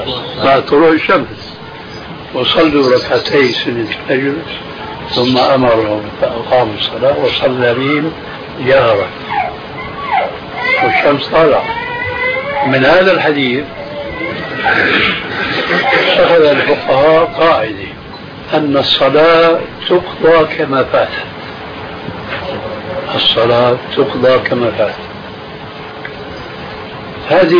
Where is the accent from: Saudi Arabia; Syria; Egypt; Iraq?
Syria; كما يقولون أيضا عندنا في الشام